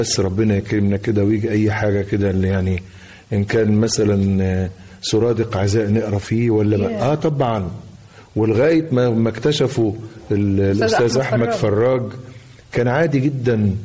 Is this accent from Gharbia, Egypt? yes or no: yes; Tanta, Gharbia, Egypt; والحضرة عندنا في طنطا شيء كان وما زال من متلازمات الحياة لبعض الناس